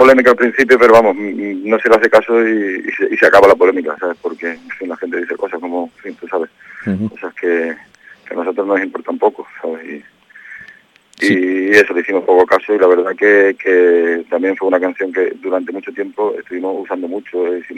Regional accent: Córdoba, Andalusia, Spain; Nosotros somos de Córdoba

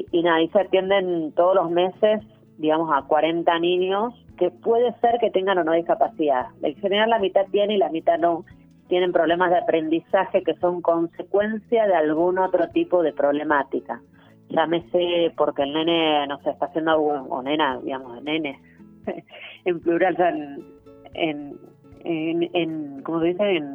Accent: Buenos Aires, Argentina; now in Salta, Argentina; Yo en esa época ni siquiera vivía acá en Salta Capital, soy de Buenos Aires.

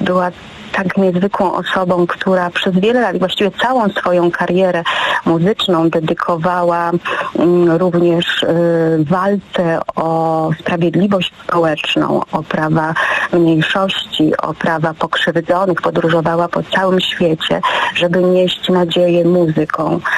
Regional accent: Łódź, Łódź Voivodeship, Poland; now in Lublin, Poland; Nie byłam też lubelanką wtedy, bo przyjechałam do Lublina z Łodzi 20 lat temu

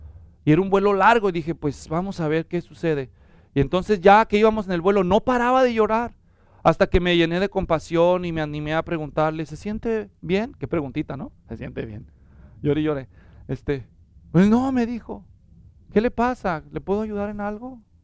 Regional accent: Mexico; Cuando yo crecí en México, iba a una secundaria, eran muy estrictos

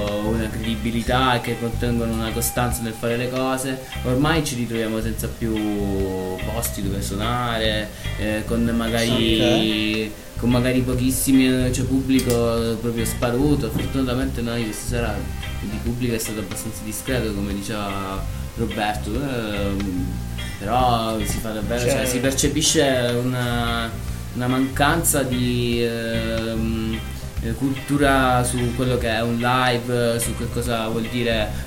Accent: Reggio Calabria, Calabria, Italy; moved away; Sì, due dei componenti su tre siamo di Reggio Calabria, siamo nati e cresciuti a Reggio Calabria e trasferiti chi da più, chi da meno in quel del nord.

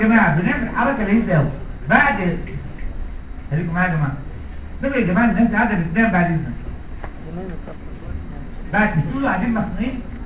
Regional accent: Egypt; طبعا عندنا في مصر

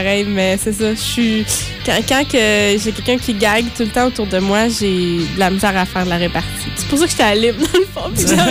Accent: Trois-Rivières, Quebec, Canada; also born or lived in Ontario / Drummondville; Je viens de... Je vais pas me lancer là-dedans, mais je viens d'Ontario. C'est ça. Mais j'ai grandi à Drummondville, puis j'ai fini mon grandissement à Trois-Rivières.

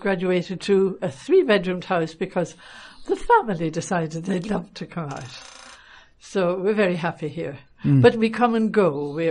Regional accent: Dublin, Leinster, Ireland; now in Lanzarote, Spain; from Dublin

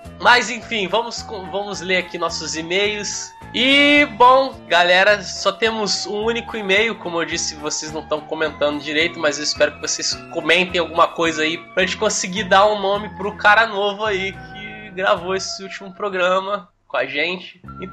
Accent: Rio de Janeiro, Brazil; essa galera que tem um sotaque meio estranho, nada carioca, é carioca.

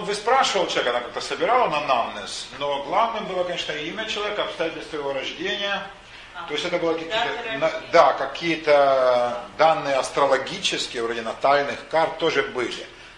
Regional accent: Ukraine; Меня окружали в детстве Оксаны, на Украине их было много.

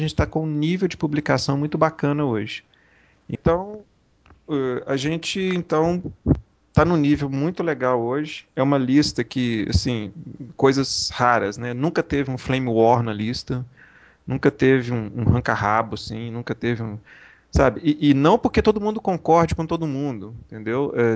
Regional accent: Brazil; sou aquela história, né, sou brasileiro, não desisto nunca, né, sou absurdo, na verdade, não desisto nunca.

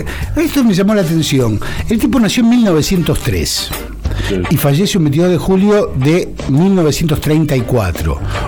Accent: Lomas de Zamora, Buenos Aires Province, Argentina; Pasa que yo soy de Loma de Zamora. Digo, no es desconocimiento de lo que ocurre en la ciudad, pero es desconocimiento porque vivo en Loma de Zamora.

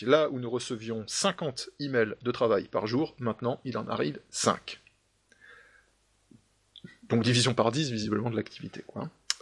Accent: Grand Est, France; je dirais simplement que je suis Lorrain, que j'appartiens au monde de la construction, notamment au Luxembourg

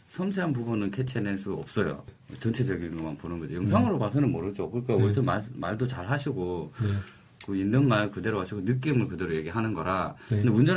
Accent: Gyeongsang, South Korea; 저도 사람이고 경상도 사람인데 욱할 때도 있고

